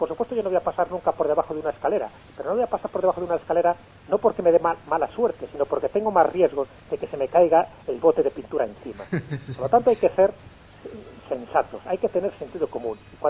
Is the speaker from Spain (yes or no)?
yes; Valderas, Castile and León, Spain; que es la patrona de mi pueblo, un pueblo de León, de Valderas.